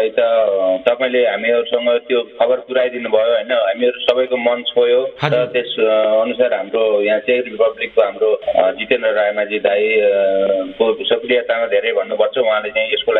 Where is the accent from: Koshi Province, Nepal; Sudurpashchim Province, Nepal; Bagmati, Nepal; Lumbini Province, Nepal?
Lumbini Province, Nepal; now in Czech Republic; घर मेरो वामी अर्जेवा पर्छ, गुल्मी।